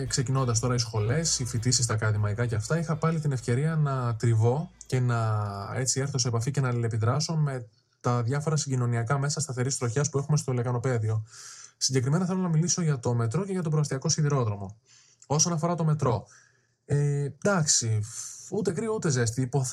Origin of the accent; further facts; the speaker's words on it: Western Greece, Greece; Πήγα για τρεις εβδομάδες στο χωριό μου κοντά στην Άφπακτο.